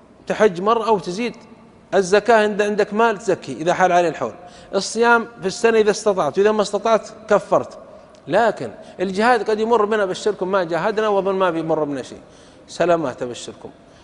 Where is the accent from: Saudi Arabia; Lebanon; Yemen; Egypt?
Saudi Arabia; يقولون في بلدة عندنا في السعودية كان ينبهون على الناس